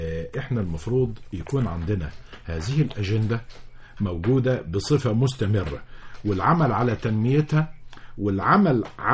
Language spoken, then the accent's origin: Arabic; Egypt; كل حد فينا كمصريين بيعتز أنه من المحافظة الفلانية